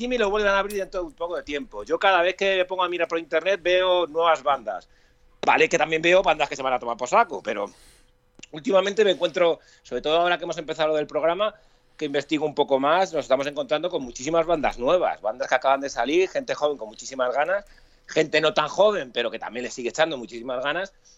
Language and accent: Spanish; Madrid, Community of Madrid, Spain; yo soy de Vallecas